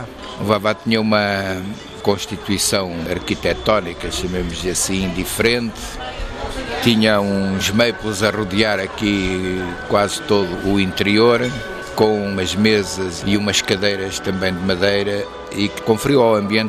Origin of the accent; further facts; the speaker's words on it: Lisbon, Portugal; also born or lived in Porto Alegre, Brazil; Eu sou de Lisboa, mas como o meu pai era professor, foi para Porto Alegre durante uns anos.